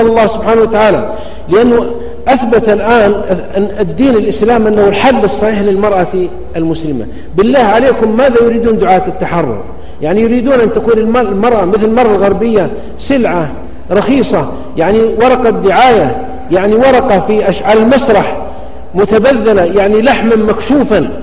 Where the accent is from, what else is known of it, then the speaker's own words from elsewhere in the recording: Saudi Arabia; أنا سعيد ومتشرف بالمرأة عندنا في السعودية وفي غيرها